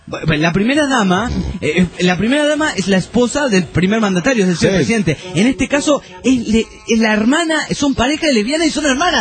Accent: Panama; de Panamá.

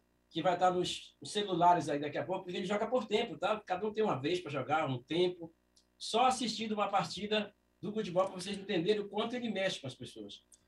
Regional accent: Rio Grande do Sul, Brazil; O futebol é amazonense, só que eu sou gaúcho. Tá? E lá no Rio Grande do Sul a gente joga bolita lá.

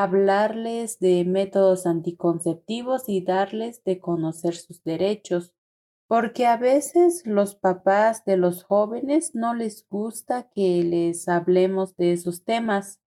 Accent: Tenejapa, Chiapas, Mexico; soy de Tenejapa.

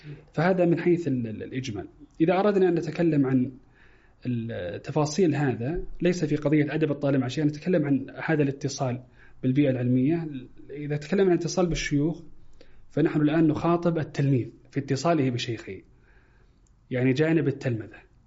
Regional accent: Saudi Arabia; يختلف مثلا طلب العلم مثلا عندنا في السعودية وفي الخليج

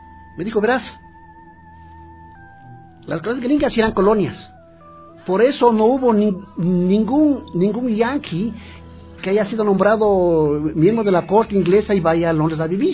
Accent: Ecuador; A mí me ha preguntado cuando voy a Francia si soy del África, de Guinea Ecuatorial, que también son ecuatorianos. Digo, no, soy del Ecuador.

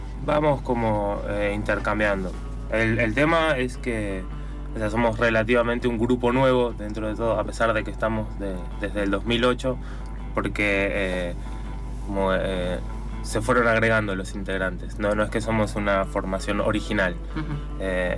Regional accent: Neuquén, Argentina; now in San Martín, Argentina; dos de los integrantes somos de Neuquén y el otro integrante es de Perú.

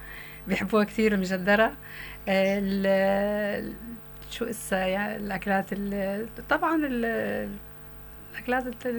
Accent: Syria; نحن السوريين بنعرف انه الارهاب مقلودين وعصف ببلدنا للأسف

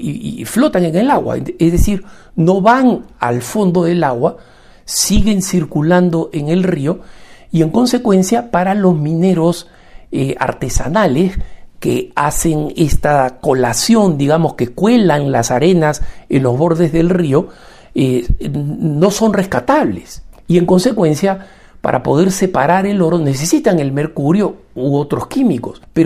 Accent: Peru; como peruano de un país minero, y no solamente eso, como hijo de un proveedor de la minería de oro

